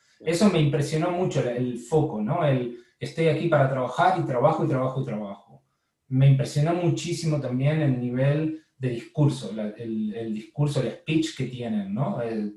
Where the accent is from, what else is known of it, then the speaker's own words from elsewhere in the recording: Argentina; also born or lived in Barcelona / New York; now in Spain; cuando me vine de Argentina a Barcelona tampoco nunca había visto Barcelona y cuando me fui a Nueva York tampoco nunca había estado en Nueva York.